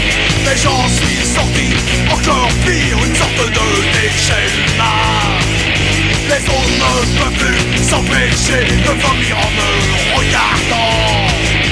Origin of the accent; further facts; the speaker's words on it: Tours, Centre-Val de Loire, France; es que yo soy de Tours, o sea, de la ciudad de al lado.